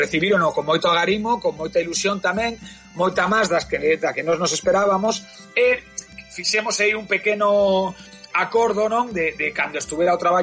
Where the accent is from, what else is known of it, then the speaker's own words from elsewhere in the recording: Galicia, Spain; da miña aldea, pero sí que é verdad que está nun sitio recóndito, nun sitio que non é de moito paso, como digo, non é un sitio que vai a unha cidade grande, é unha zona de Galicia que está aí no medio.